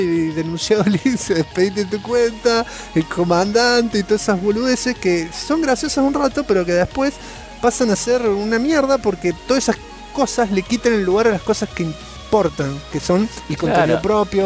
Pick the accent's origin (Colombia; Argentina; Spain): Argentina; Comodoro Rivadavia, Chubut; Soy de Comodoro, los presos no consiguieron la Play acá.